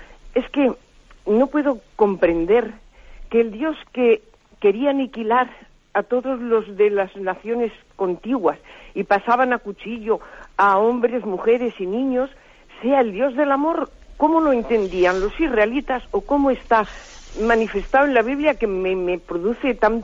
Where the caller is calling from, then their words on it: Madrid, Community of Madrid, Spain; de Madrid